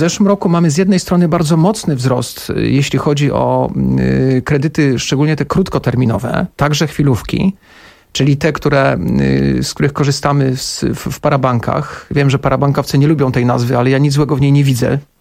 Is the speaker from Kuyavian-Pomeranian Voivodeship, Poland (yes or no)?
no; Kraków, Lesser Poland, Poland; Ja z Krakowa jestem.